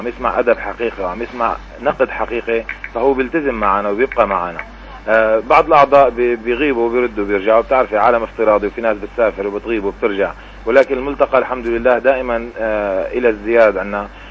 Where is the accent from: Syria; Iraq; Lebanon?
Syria; أول ما بدأت الحرب الظالمة على بلدنا سوريا